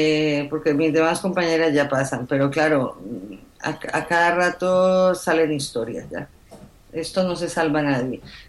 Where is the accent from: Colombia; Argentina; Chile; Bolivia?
Colombia; born there; moved away; yo soy colombiana de nacimiento y me duele mucho lo que pasa en Colombia.